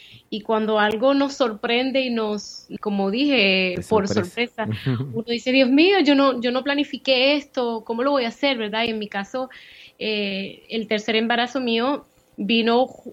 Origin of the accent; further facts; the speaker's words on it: Chicago, Illinois, United States; Soy de ascendencia puertorriqueña, nacida y criada en Estados Unidos. Me crié en Chicago, pero obviamente de padres puertorriqueños.